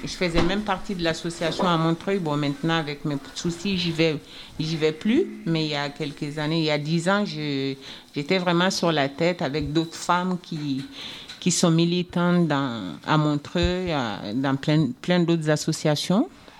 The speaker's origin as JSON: {"language": "French", "country": "Mali", "moved": "yes", "said": "Je viens du Mali. Ouais. Mais ça fait quand même 38 ans que je suis là."}